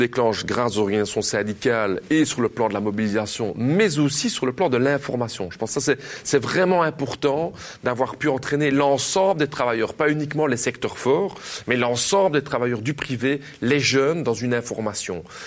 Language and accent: French; Belgium; elles sont souvent incomplètes chez nous en Belgique